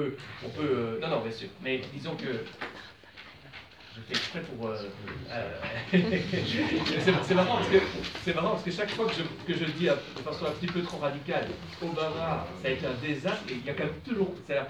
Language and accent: French; Belgium; davantage de pouvoir au niveau fédéré comme chez nous en Belgique.